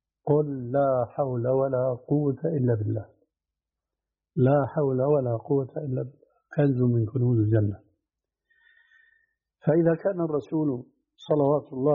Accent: Syria

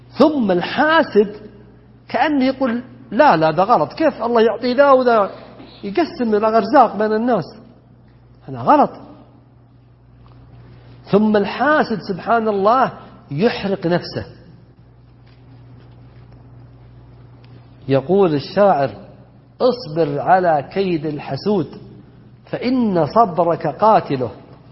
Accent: Najd, Saudi Arabia; بينما عندنا في نجد انحتة احذفه هكذا

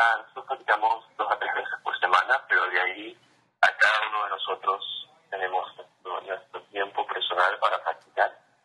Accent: Ecuador; Yo crecí en Ecuador, en Sudamérica, y mis influencias son diferentes al resto de la banda.

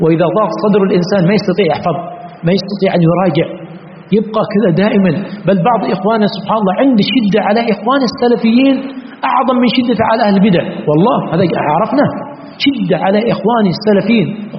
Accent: Yemen; فإذا قلت يعني سطر على الشمال، هذه كلمة عندنا في اليمن تعني أن ما في شيء

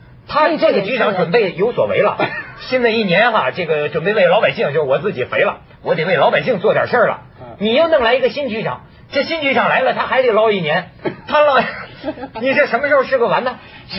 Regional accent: China; 当然就是说你也不能简单的把我们大陆人的厚道归结为伦理道德

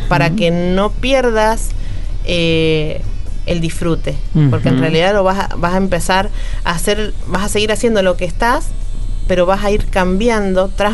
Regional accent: San Juan, Argentina; estaría muy bueno que lo lleven a San Juan, porque yo soy de San Juan.

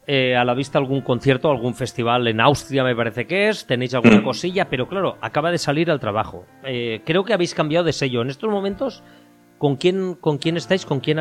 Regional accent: Valencian Community, Spain; Aunque yo soy valenciano

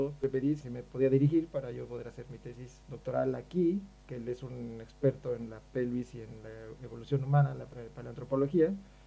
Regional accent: Mexico; yo soy antropólogo físico de México, de la Escuela Nacional de Antropología e Historia.

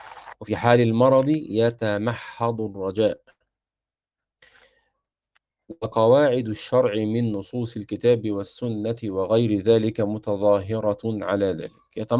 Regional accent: Egypt; فيما نسميه عندنا في مصر الشبشب

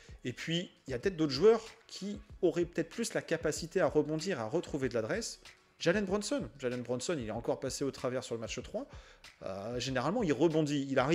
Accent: France; même si on aimerait en tant que Français le voir starter

